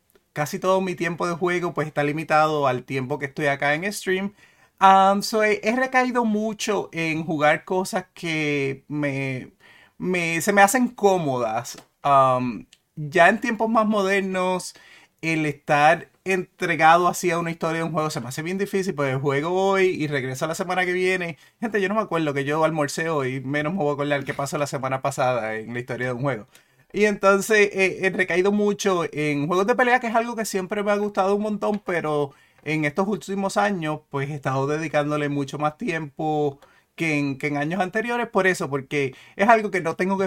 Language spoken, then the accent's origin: Spanish; Puerto Rico; moved away as an adult; now in United States; Yo soy de Puerto Rico también. Nací, crecí allá en Puerto Rico. Hace 20 años que me mudé para Minnesota.